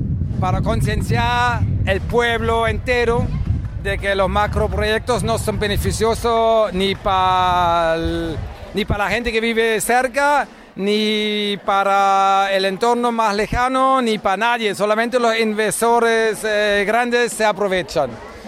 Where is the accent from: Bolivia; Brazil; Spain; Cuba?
Spain; Órgiva, Andalusia; de Órgiva